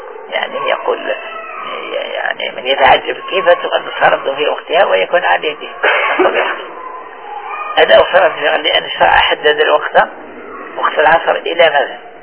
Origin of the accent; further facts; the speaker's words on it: Morocco; يعني احنا في بلادنا المغرب